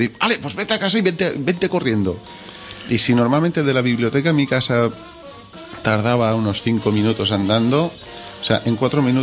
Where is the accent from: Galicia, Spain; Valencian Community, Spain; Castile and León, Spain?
Valencian Community, Spain; Sedaví; now in Barcelona, Spain; es de Sedaví, es de mi pueblo también